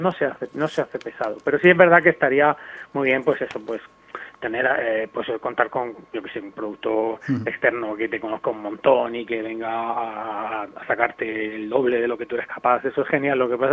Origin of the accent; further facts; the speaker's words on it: Cartagena, Region of Murcia, Spain; Yo soy de Cartagena, por ejemplo, y también había al principio, cuando era joven, un certamen del ayuntamiento